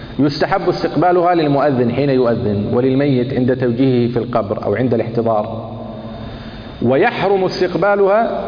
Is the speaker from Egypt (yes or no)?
no; Kuwait; وكنت تعرف أن القبلة مثلا عندنا في الكويت تقع جنوب غرب